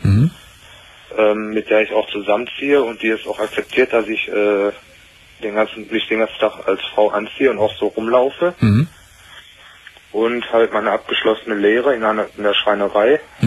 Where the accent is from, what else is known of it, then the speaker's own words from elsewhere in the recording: North Rhine-Westphalia, Germany; born there; da ich ja gebürtiger Ruhrpottler bin.